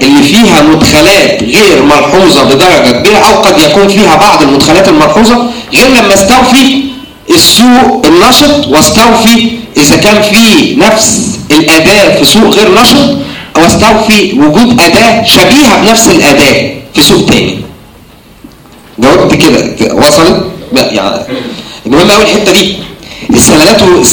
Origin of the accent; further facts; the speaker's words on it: Egypt; الحاجة الوحيدة اللي احنا قريبة مننا كمصريين في مدخل الدخل